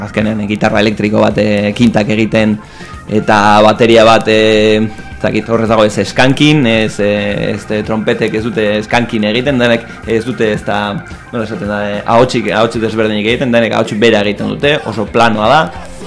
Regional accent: Basque Country, Spain; born there; azkenean Euskal Herrian jaio gara

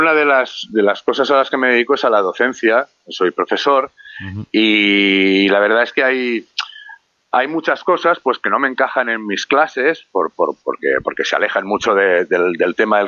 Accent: Barcelona, Catalonia, Spain; Yo soy de Barcelona, soy del barrio del Guinardó y en ese barrio, que está muy cerca del barrio de Gracia

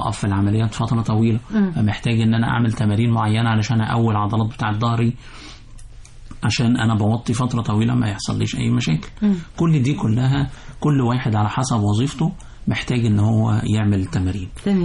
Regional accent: Egypt; احنا بنحب كمصريين بنحب الحادق جدا

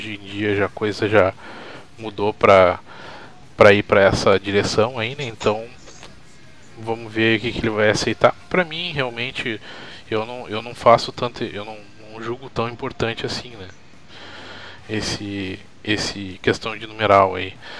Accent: Brazil; a gente essa semana aí passou por isso como brasileiros e como, digamos, amantes do esporte, né?

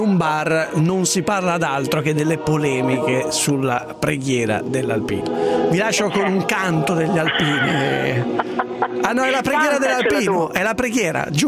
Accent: Lombardy, Italy; io ho fatto l'infanzia in Valtellina

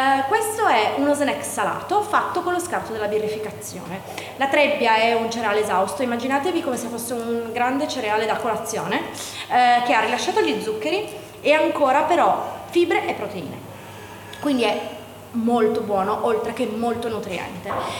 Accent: Turin, Piedmont, Italy; per noi da torinesi è un po' un arrivare nella città dove insomma accadono tante cose

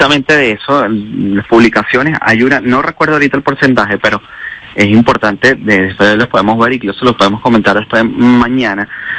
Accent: Venezuela; no creo que como venezolano debemos independientemente apoyar a esa persona que está allí

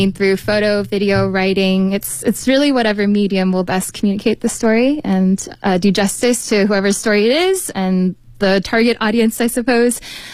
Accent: United States; born there; I am American born. My parents are from Malaysia, but ethnically we are part of the, I guess, overseas Chinese diaspora.

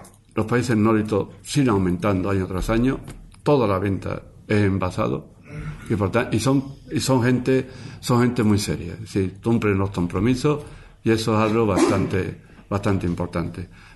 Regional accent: Marchena, Andalusia, Spain; Yo sabía que cuando íbamos a Sevilla, soy de Marchena, íbamos a Sevilla, al médico

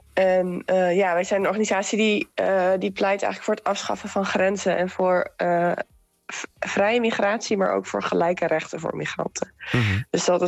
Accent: Netherlands; En wij zijn dan als Nederlanders natuurlijk geboren in een van de rijkste landen ter wereld.

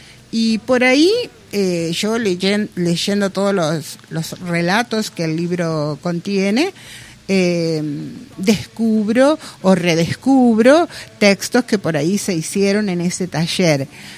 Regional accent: Colón, Argentina; Los que somos de acá de Colón, todos sabemos

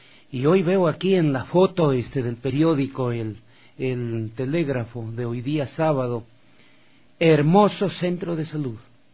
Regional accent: Loja, Ecuador; yo soy de la provincia de Loja. Qué alegría saber que en mi tierra natal, donde yo nací

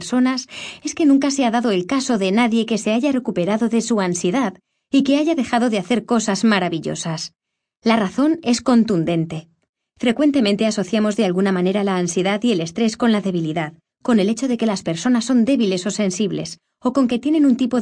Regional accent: United Kingdom; el gobierno del Reino Unido, de donde soy, como habrá podido comprobar por mi acento

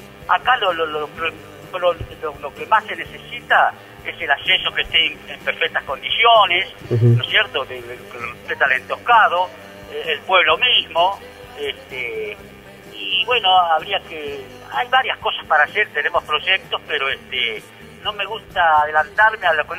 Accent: San Jorge, Santa Fe, Argentina; estoy acá con un hijo casado. Y la paso, la verdad que estoy chocho con mi pueblo.

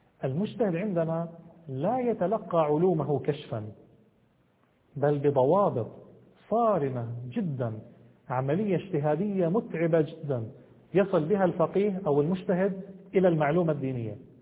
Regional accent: Jordan; مثلا في بلادي أنا جئت من الأردن

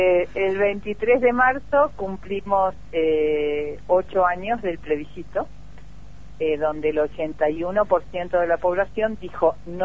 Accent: Argentina; es alevoso lo permisivos que somos los argentinos, ¿no?

